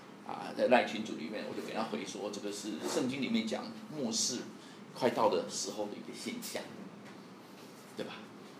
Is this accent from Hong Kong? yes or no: no; Taiwan; 我们台湾人听得懂什么叫选举语言的，老外听不懂